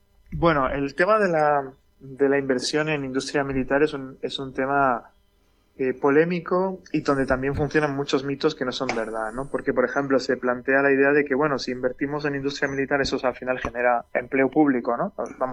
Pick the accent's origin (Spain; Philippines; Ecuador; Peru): Spain; Jaén, Andalusia; yo soy de Jaén y en Jaén había una industria automovilística